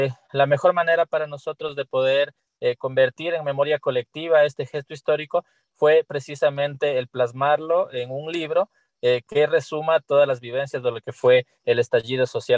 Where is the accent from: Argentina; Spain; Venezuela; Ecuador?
Ecuador; el contexto tan dramático que hemos tenido que vivir como humanidad y como pueblo ecuatoriano